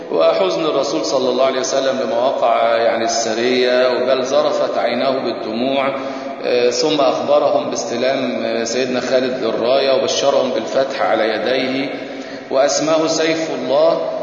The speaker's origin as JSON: {"language": "Arabic", "country": "Egypt", "said": "ويمكن دي ما زالت موجودة في بعض القرى عندنا في مصر"}